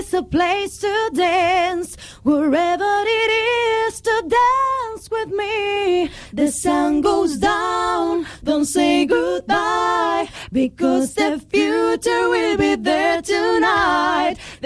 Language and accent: Spanish; Madrid, Community of Madrid, Spain; como madrileñas que somos, la playa de Madrid está aquí. Entonces, desde muy pequeñas hemos estado muy arraigadas a esta tierra.